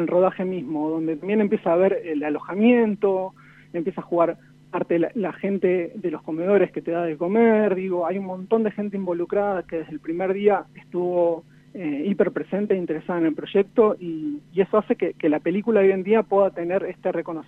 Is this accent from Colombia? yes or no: no; Santa Rosa, La Pampa, Argentina; born there; Yo nací en Santa Rosa, La Pampa.